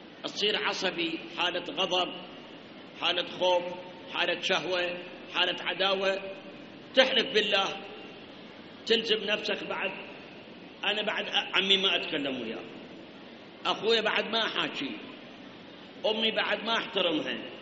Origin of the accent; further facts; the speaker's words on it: Iraq; مسألة أخرى الآن عندنا بالعراق